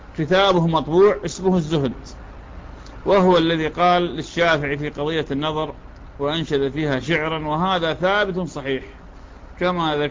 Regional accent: Iraq; accent: Iraqi; يعني هذا المسعى لشان في لهجتنا العراقية لا توى عليه

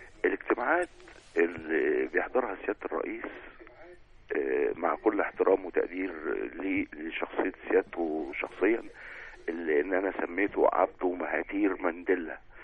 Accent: Upper Egypt, Egypt; أنا راجل صعيدي من أصل مهاجر من السويس، يعني حتى النخاع بحب تراب بلدي.

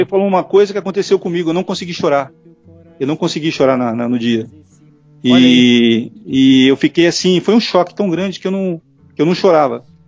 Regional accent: Santos, São Paulo, Brazil; Eu estou morando em São Paulo, mas eu vim passar essa quarentena aqui na casa da minha irmã, em Santos. E eu comecei a crescer aqui em Santos. E foi aqui que eu passei a maior parte da minha vida.

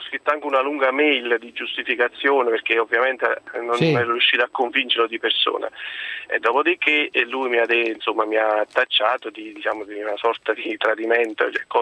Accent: Naples, Campania, Italy; Da buon napoletano, diciamo, ho fatto tutti gli scongiuri

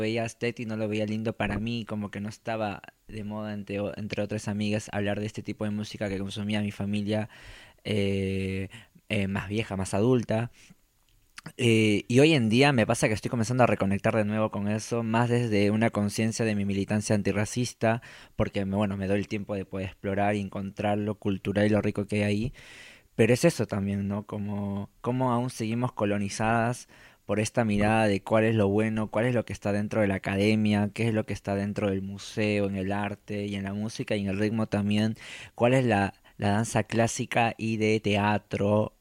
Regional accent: Peru; Yo vengo de Perú

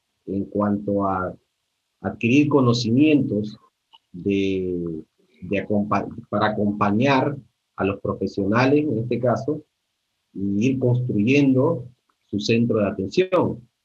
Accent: Honduras; los saberes ancestrales en mi país, donde vengo, donde nací, en Honduras, específicamente, hay comunidades totalmente abandonadas por el Estado.

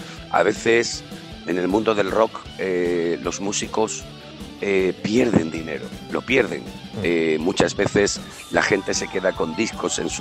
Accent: Seville, Andalusia, Spain; moved away as an adult; Yo soy sevillano, lo que pasa que bueno, hace unos 21, 22 años más o menos me vine a Galicia a trabajar como cantante, de hecho.

